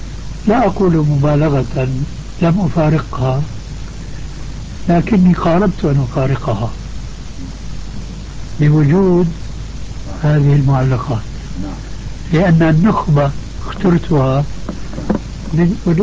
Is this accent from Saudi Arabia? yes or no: no; Syria; وبلطو سيرة أيضا يقولوه عندنا في الشام